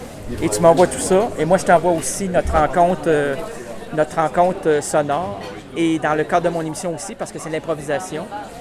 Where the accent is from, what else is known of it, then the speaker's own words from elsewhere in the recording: Quebec City, Quebec, Canada; Moi, je viens de Québec.